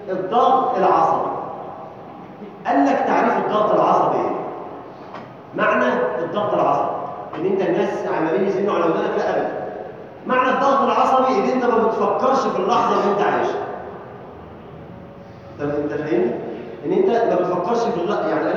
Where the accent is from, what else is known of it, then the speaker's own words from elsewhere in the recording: Egypt; اللهم اجعل بلدنا مصر امنا جمالا سلما سلاما سخاء رخاء